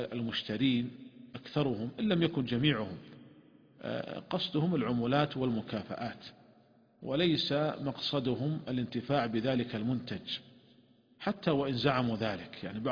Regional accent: Saudi Arabia; وعندنا في المملكة العربية السعودية وزارة التجارة منعت هذه الشركات

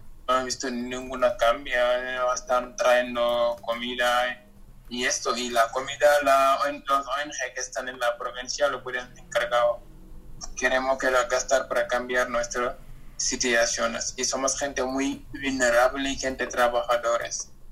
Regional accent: Senegal; de Senegal

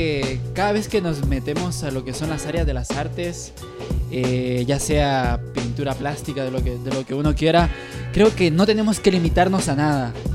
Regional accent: Guatemala; now in Argentina; En mi país, en Guatemala, existen muchas pandillas

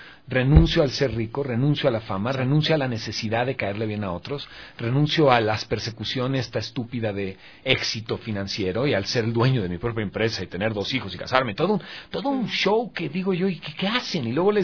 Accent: Mexico; accent: Mexican; Pues hablo como mexicano y se acabó.

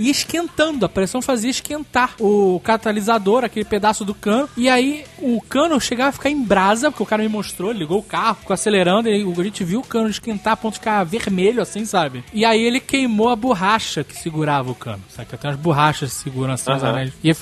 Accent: Rio de Janeiro, Brazil; O Tucano fala que eu sou paulista enrustido, né, porque minha infância inteira eu passei, ou eu ia no shopping ou ia no aeroporto, do Rio de Janeiro, isso.

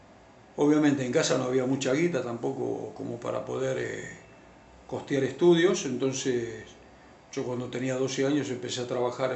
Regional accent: Buenos Aires, Argentina; Yo nací en Capital Federal, me crié en el barrio de Liniers. Mis viejos eran de Los Toldos, digamos un campesino

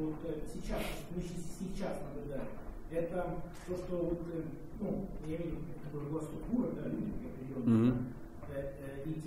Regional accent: Estonia; я там из Эстонии.

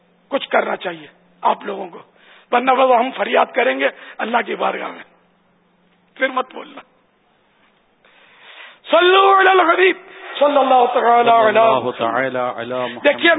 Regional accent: Karachi, Sindh, Pakistan; born there; لیکن میں پاکستان میں پیدا ہوا ہوں. باب المدینہ میرا مولد ہے, میرا برتھ پیلس باب المدینہ کراچی ہے, تو ہم تو اصلاً نسلاً پاکستانی ہوں

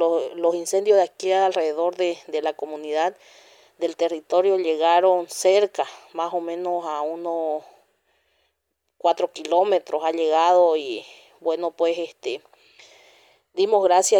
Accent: San José de Chiquitos, Santa Cruz, Bolivia; soy presidente de la Organización de Mujeres Indígenas de la Comunidad San Juan de Chiquitos, de la TCO Turboeste, municipio de San José de Chiquitos, del departamento de Santa Cruz.

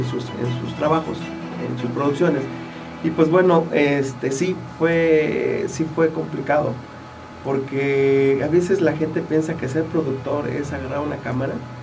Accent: Jiutepec, Morelos, Mexico; yo soy de aquí de Jutepec

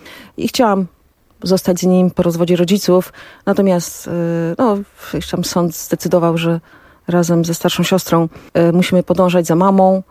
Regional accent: Puławy, Lublin Voivodeship, Poland; born there; Urodziłam się w Puławach.

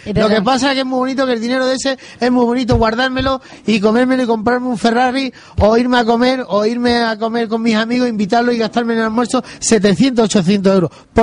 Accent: Coripe, Andalusia, Spain; accent: Andalusian; Yo soy de Sevilla, del último pueblecito de la provincia de Sevilla, lindando con la serranía de Cádiz, que se llama la Sierra Sur. Se llama Coripe, donde es un pueblo muy bonito, una gente muy maravillosa y muy barato.

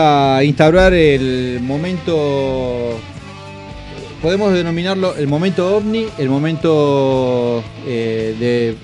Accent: Argentina; Somos argentinos.

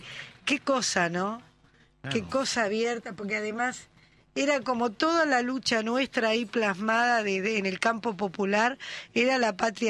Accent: Uruguay; era para nosotros los uruguayos, era para nuestra colectividad

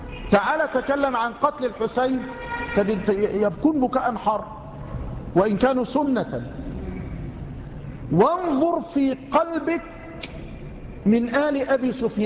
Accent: Tanta, Gharbia, Egypt; الذي عندنا في طنطا، وليس عندنا يعني عند جيراننا في طنطا،

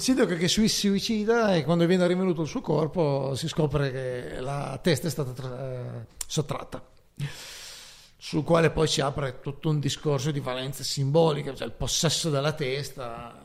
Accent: Costigliole, Piedmont, Italy; sarebbe Costigliole, che è il mio paese.

